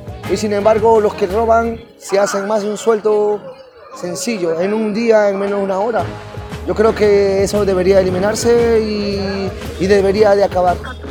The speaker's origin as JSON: {"language": "Spanish", "country": "Peru", "said": "de Perú, soy un artesano de la calle"}